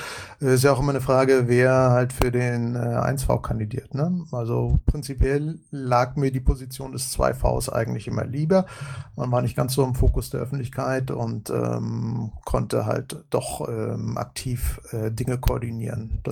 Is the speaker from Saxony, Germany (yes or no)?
no; Schwerin, Mecklenburg-Vorpommern, Germany; moved away as an adult; now in Hamburg, Germany; Ich bin ebenfalls in Mecklenburg-Vorpommern geboren, in Schwerin aufgewachsen und vor knapp 13 Jahren nach Hamburg gekommen. Bei mir war es eher so als Liebesemigrant, das heißt, ich habe hier meine Frau kennengelernt.